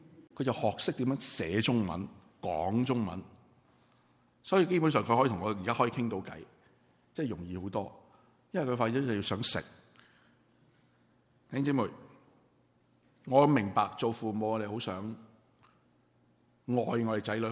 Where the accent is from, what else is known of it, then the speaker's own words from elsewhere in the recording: China; 我们中国人是很难，因为我们本身就是一个不好懂表达自己爱的一个民族。